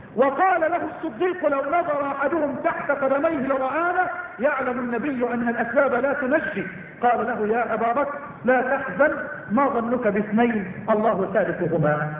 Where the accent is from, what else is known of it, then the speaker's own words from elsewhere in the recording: Egypt; اللهم اجعل بلدنا مصر بلد الأمن والأمان